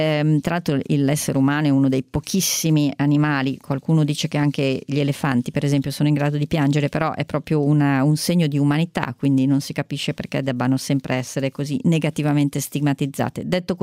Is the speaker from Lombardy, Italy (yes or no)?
yes; Lombardy, Italy; in Lombardia, e lo dico da lombarda e da figlia di medico ospedaliero